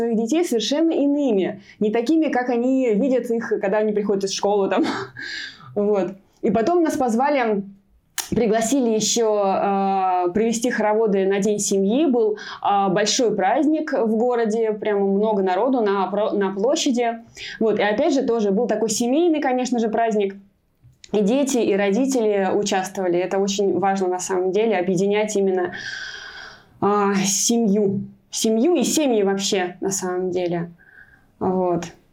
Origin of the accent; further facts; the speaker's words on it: Maloyaroslavets, Kaluga Oblast, Russia; хороводы пришли в мой родной город, я из города Малоярославца, это Калужская область